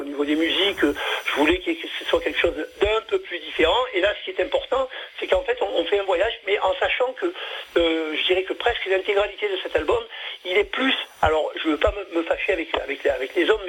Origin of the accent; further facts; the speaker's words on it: Marseille, Provence-Alpes-Côte d'Azur, France; born there; accent: Marseille; Je vis dans une petite ville qui est à 3 km de Toulon, qui est au Loul, entre Sanary et Toulon. Mais au départ, je suis originaire de Marseille, hein, je suis né là-bas.